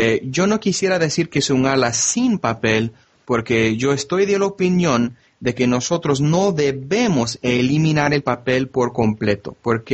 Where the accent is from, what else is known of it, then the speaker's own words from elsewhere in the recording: Miami, Florida, United States; Spanish is a second language; Originalmente soy de Miami, del sur de Florida. Entonces yo crecí con mucha gente de la cultura hispana.